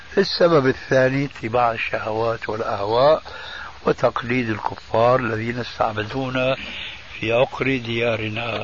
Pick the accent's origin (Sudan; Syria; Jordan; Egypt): Syria; عندنا في سوريا إذا مات ميت في بيت